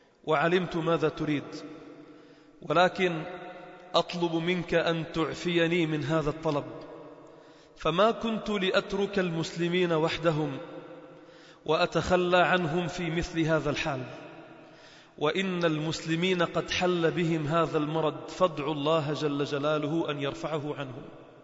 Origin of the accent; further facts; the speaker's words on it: Sidon, South Governorate, Lebanon; في منطقة شرحبيل عندنا في صيدا